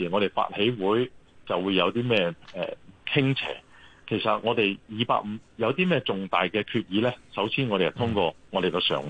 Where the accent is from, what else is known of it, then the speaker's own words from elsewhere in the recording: Fujian, China; now in Hong Kong; 咁譬如好似我哋福建人咧喺香港咧